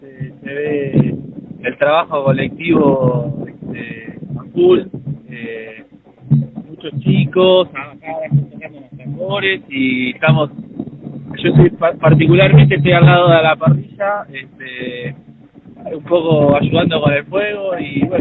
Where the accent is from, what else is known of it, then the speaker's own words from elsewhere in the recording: La Plata, Buenos Aires Province, Argentina; somos de La Plata, yo soy de La Plata